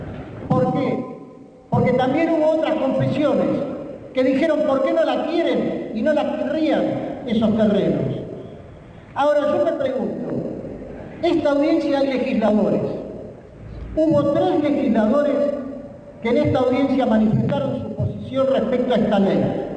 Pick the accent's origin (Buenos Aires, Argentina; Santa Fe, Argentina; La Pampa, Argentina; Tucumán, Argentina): Buenos Aires, Argentina; soy ciudadano de la Ciudad de Buenos Aires, para más datos del barrio de Villa Crespo.